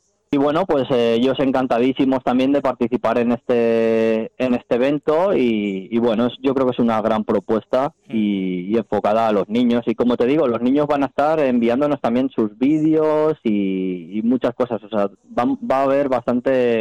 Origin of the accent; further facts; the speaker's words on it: Valencia, Valencian Community, Spain; que son de Valencia, sí, como dices, de mi tierra